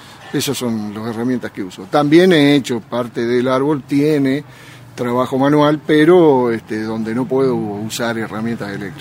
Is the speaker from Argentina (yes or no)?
yes; Nono, Córdoba, Argentina; Soy de Nono, vivo en Nono, en realidad en el paraje San Huberto.